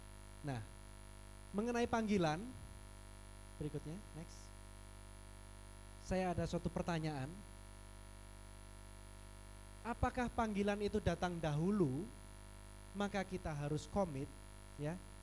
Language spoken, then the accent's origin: Indonesian; Surabaya, East Java, Indonesia; saya sungguh bersuka cita bisa berada di Makassar. Saya asal dari Surabaya